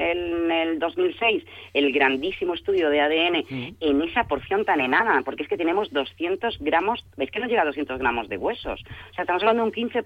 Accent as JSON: {"language": "Spanish", "country": "Spain", "said": "como los españoles somos unos atropellados"}